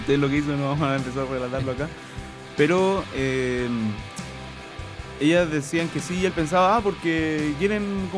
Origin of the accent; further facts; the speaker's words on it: Iquique, Tarapacá, Chile; con mi experiencia como nacido y criado en Iquique